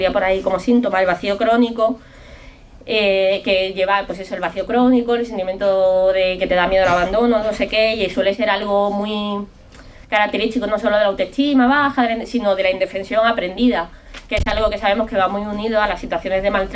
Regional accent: Cádiz, Andalusia, Spain; now in Madrid, Spain; Yo vengo de Cádiz, en Cádiz no hay metro, es una ciudad chiquitísima, pero muy muy pequeña, además mucho más pequeña que Vallecas.

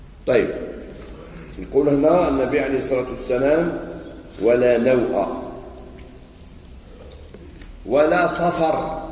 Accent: Algeria; كاين واحد عند بعض المناطق عندنا في الجزائر

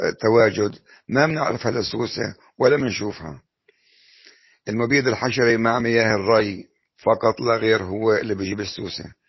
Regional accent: Jordan Valley, Palestine; جميع المزارع في منطقة الأغوار عندنا بفلسطين

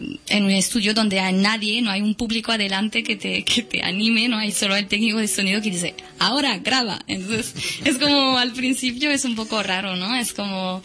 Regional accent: Cazeneuve-Montaut, Occitania, France; Yo soy de Toulouse, y bueno, exactamente de un pueblecito al sur oeste de Toulouse, que se llama Cazeneuve-Montaut.

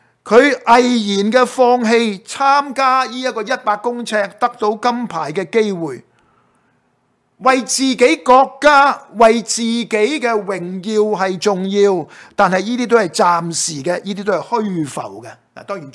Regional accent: Hong Kong; 我们在香港大的呢，我们都明白，我相信甚至都不只是香港了

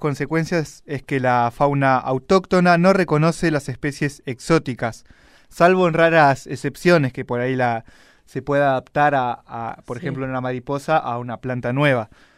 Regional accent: Chaco, Argentina; Yo soy del Chaco, por ejemplo, no, sí, me muevo acá porque acá ya no es Chaco.

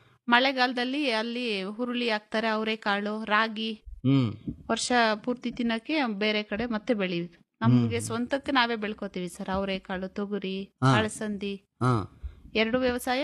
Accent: Madanahalli, Karnataka, India; Kolar district Madanahalli.

